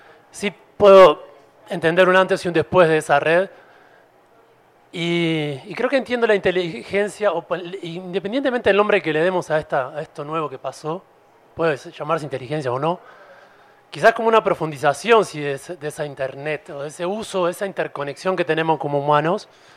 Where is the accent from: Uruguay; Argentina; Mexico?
Uruguay; Yo vengo de Uruguay, estoy de visita